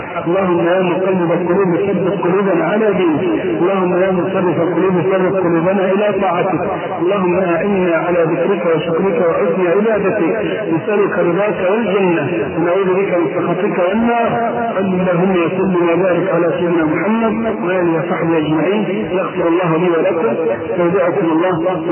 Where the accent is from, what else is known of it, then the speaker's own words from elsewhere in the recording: Egypt; ولذلك ما عندنا في مصر لا تجئ في بقية دول العالم إلا من انتقل من عندنا إلى غيرنا